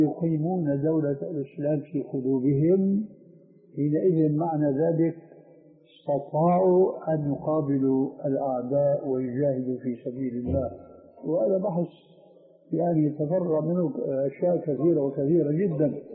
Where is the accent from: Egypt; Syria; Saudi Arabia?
Syria; كما يقولون عندنا في الشام